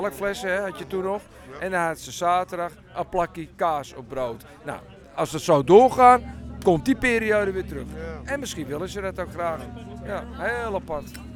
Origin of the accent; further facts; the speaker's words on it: North Holland, Netherlands; also born or lived in Amsterdam; Ja, heel lang al. Vanaf mijn 9e jaar. Ik ben nu 61. En vanaf mijn 9e jaar, dan zit ik alweer 52 jaar in de Zaanstreek.